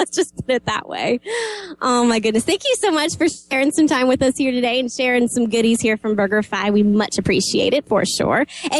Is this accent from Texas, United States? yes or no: no; North Carolina, United States; accent: North Carolina; the first town I lived in the state of Florida, originally from North Carolina. You can probably hear my North Carolina accent coming out from time to time.